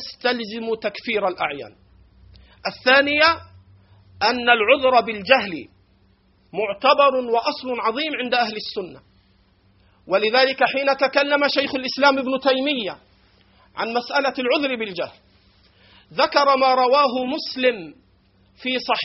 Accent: Egypt; accent: Egyptian; على لهجتنا المصرية

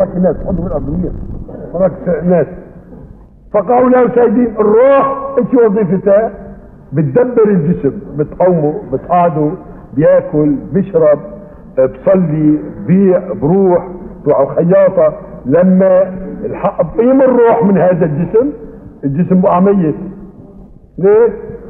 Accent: Aleppo, Aleppo Governorate, Syria; هي عندنا في حلب وجدت من زمان مو من جديد.

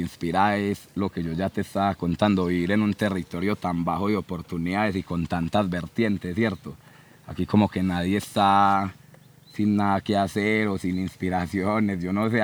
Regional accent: Medellín, Antioquia, Colombia; nosotros somos una localidad muy alejada de todas partes. Somos de Medellín, pero estamos por allá lejos, por el sur.

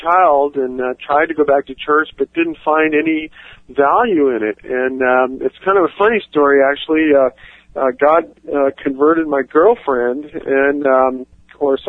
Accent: Puerto Rico; I grew up in Puerto Rico, and I was familiar with the Caribbean islands

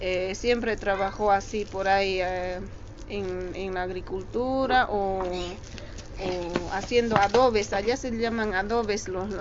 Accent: Quilaquila, Chuquisaca, Bolivia; born there; el lugar es un pueblito de la ciudad de Sucre, de allá de Bolivia.

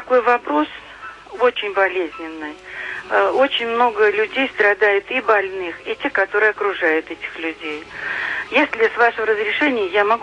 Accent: Moscow, Russia; мы москвичи

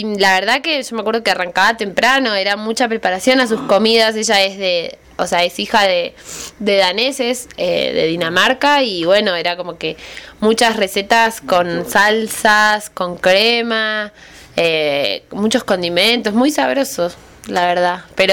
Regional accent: Argentina; now in Buenos Aires, Argentina; soy de Argentina, del sur de Argentina, pero hace 5 años que vivo en Capital Federal, Buenos Aires.

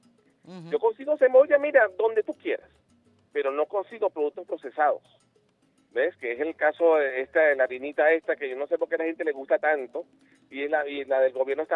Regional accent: Venezuela; Yo quiero saber, como venezolano

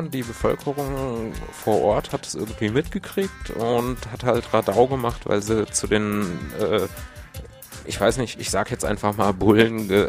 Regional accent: Fulda, Hesse, Germany; wir kommen aus Fulda und da ist irgendwie nichts los.

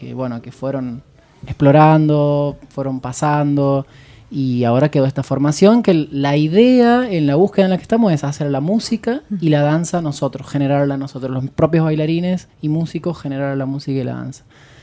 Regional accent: San Luis, Argentina; Hay una de las integrantes que es de Puerto Madryn y yo soy de San Luis.

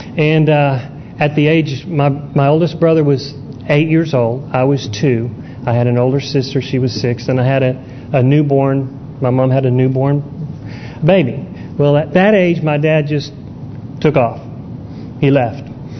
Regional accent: San Diego, California, United States; born there; I was born in California, San Diego.

